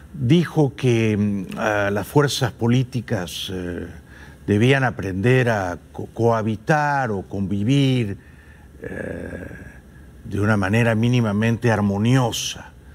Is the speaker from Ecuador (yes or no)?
no; Peru; bastante impresentable por otra parte, pero así suelen ser los congresos en mi país